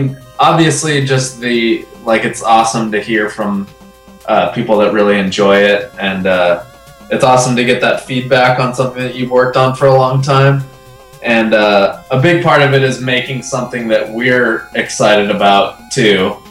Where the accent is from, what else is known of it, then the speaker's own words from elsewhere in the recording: Los Angeles, California, United States; We are from Los Angeles, California.